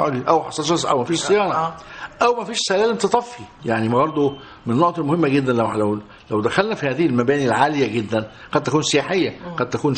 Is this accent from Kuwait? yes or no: no; Egypt; عندنا في مصر